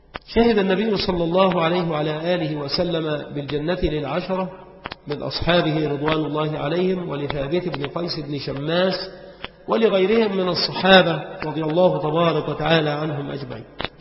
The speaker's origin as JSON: {"language": "Arabic", "country": "Egypt", "said": "وما أمر الشجرات التي كانت عندنا بمصر ببعيد"}